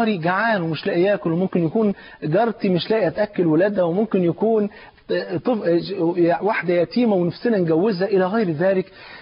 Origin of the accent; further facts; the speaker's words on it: Egypt; الام زي ما بيقولوا عندنا في مصر